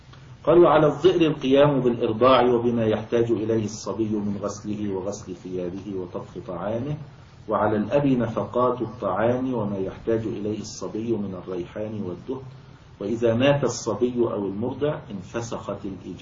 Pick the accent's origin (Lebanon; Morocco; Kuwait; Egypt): Egypt; ويعني كان موجود عندنا في مصر الوقت قريب يعني في القرى وكذا